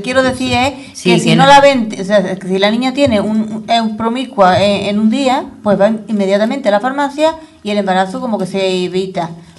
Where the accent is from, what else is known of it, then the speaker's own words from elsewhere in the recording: Écija, Andalusia, Spain; Vamos a hablar de mi pueblo, de mi ciudad, sí. Ecija.